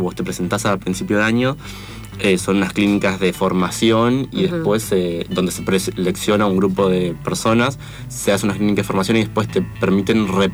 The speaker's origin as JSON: {"language": "Spanish", "town": "Paso de los Libres", "region": "Corrientes", "country": "Argentina", "tie": "born or raised there", "moved": "as an adult", "lives_now": "Buenos Aires, Argentina", "said": "yo soy de Paso de los Libres, que uh-huh. es donde filmamos la película. Nací, me crié ahí en Paso de los Libres, en Corrientes. Me vine a Buenos Aires a estudiar diseño, imagen y sonido en la UBA."}